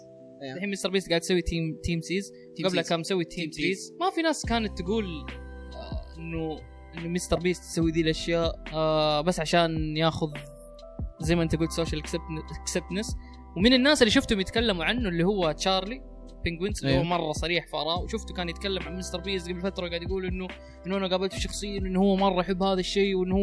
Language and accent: Arabic; Saudi Arabia; عندنا في السعوديه مره صعب انك تجمع تبرعات لانه عليه صعوبات قانونيه